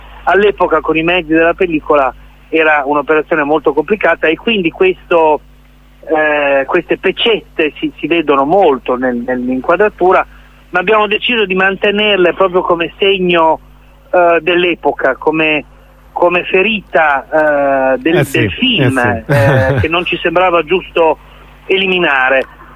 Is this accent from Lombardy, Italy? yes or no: no; Bologna, Emilia-Romagna, Italy; Poi per me, che sono bolognese